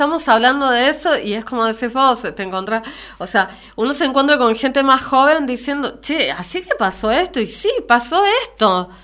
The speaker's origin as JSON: {"language": "Spanish", "country": "Chile", "lives_now": "Argentina", "said": "yo soy de Chile, ¿no? Yo soy chilena y era chica cuando fue el juicio"}